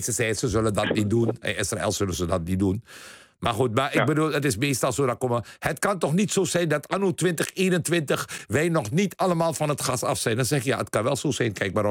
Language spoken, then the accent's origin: Dutch; Netherlands; En ik vind het erg dat mensen mij Hindoestaan noemen, want dat betekent dat ik niet besta. En ik ben een Nederlander en ik ben een Amstelstani.